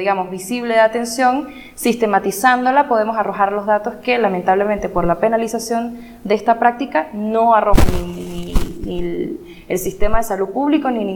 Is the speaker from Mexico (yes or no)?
no; Mérida, Venezuela; soy de Mérida, Venezuela